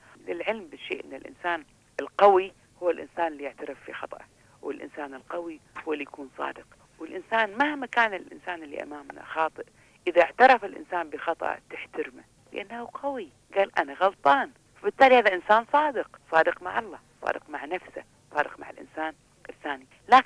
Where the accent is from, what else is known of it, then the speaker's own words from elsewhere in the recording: Kuwait; حتى احنا عندنا في الكويت